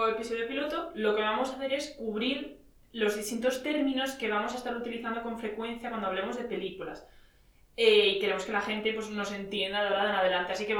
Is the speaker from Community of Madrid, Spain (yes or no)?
yes; Madrid, Community of Madrid, Spain; Estudio comunicación audiovisual aquí en la Carlos III con Laura. Y yo vengo de Madrid